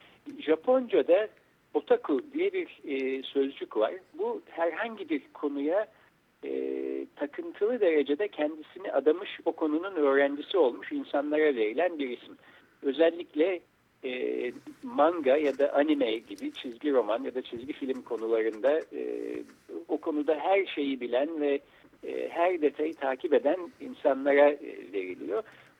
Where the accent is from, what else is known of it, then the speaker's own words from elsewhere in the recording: Ankara, Turkey; biz Ankara'da doğduk büyüdük.